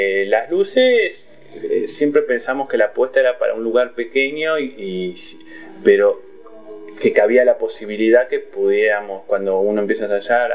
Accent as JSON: {"language": "Spanish", "town": "Sarandí", "region": "Buenos Aires Province", "country": "Argentina", "tie": "born or raised there", "said": "yo soy de me crié en Sarandí, digamos"}